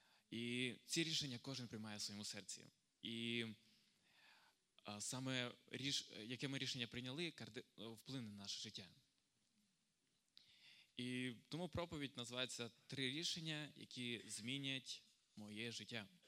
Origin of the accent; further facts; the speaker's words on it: Stepan, Rivne Oblast, Ukraine; Я сам з Рівненської області. Із Степаня.